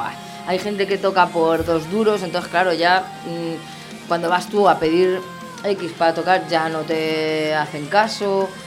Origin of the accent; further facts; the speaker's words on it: Spain; Salgo de España para afuera, lo peto. Y en mi país me está costando un poco más.